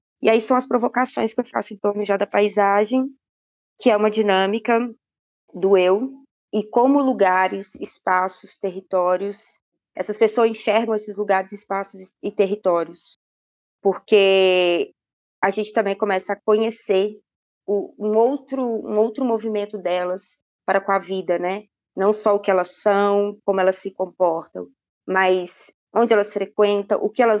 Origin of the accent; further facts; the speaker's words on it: Belo Horizonte, Minas Gerais, Brazil; also born or lived in Montes Claros; eu vim de Belo Horizonte, mas sou nascida em Montes Claros.